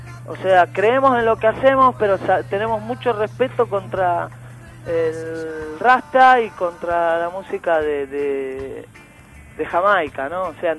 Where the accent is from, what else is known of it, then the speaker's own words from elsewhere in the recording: Chingolo, Buenos Aires Province, Argentina; yo acá nací en Chingolo y me acuerdo cuando iba a la zanja de la esquina de mi casa a cazar anguilas, ranas, de poder jugar a la pelota en la puerta de mi casa.